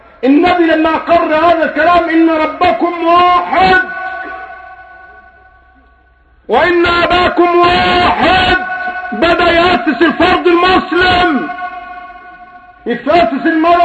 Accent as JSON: {"language": "Arabic", "country": "Egypt", "said": "انا بتكلم بكل صراحه يا اخوان صرفا عن اني مصري ولا غير مصري"}